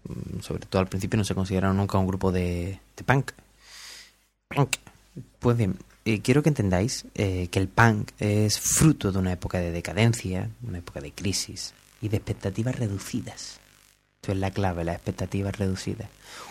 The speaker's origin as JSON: {"language": "Spanish", "town": "Cádiz", "region": "Andalusia", "country": "Spain", "tie": "born there", "accent": "Cádiz", "said": "como yo tengo este acento extraño que todo es gracioso, me hubiera gustado nacer en León y tener un acento de persona, pero no, nací en Cádiz y tengo acento de chiste"}